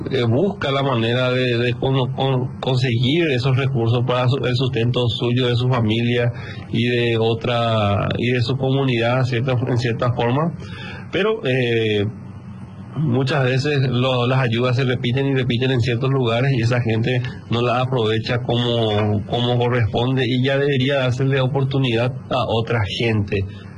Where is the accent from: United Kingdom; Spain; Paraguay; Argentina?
Paraguay; pero como un paraguayo más, ¿verdad?